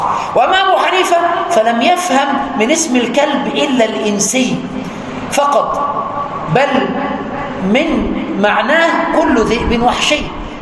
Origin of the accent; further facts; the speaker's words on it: Aswan, Aswan Governorate, Egypt; وعاشرته في بلدي أسوان وأنا صغير 5 سنين